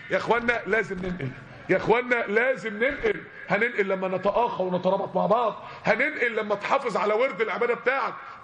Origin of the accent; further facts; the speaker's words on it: Mansoura, Dakahlia, Egypt; يعني احنا عندنا في المنصورة كان اصعب منكم على فكرة.